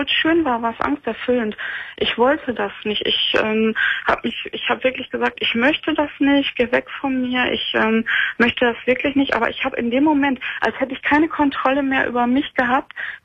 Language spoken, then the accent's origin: German; North Rhine-Westphalia, Germany; moved away as an adult; now in Northern Germany; Ich bin dann also aus dem Ruhrgebiet weggezogen, bin nach Norddeutschland gezogen, 2008 war